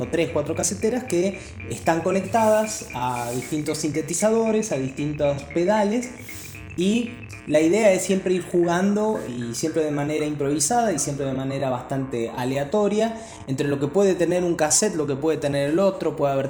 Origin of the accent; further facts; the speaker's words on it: La Rioja, Argentina; also born or lived in Mendoza; now in San Luis, Argentina; Nací en La Rioja en el año 1989, tengo ya casi 32 años. Viví en La Rioja, bueno, toda mi infancia y mi adolescencia